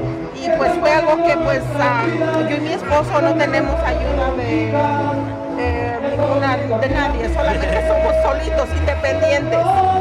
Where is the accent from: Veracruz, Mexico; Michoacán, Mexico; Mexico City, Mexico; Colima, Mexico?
Colima, Mexico; yo soy del estado de Colima.